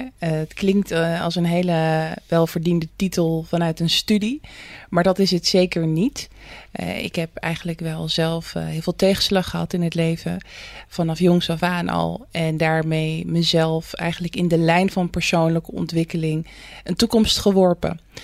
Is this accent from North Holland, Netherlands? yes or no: no; Rotterdam, South Holland, Netherlands; Toen ben ik in Rotterdam West opgegroeid. Nou, dat is best wel een buurt waar je ook niet heel snel de ladder pakt. Maar goed, je had daar wel heel veel culturen.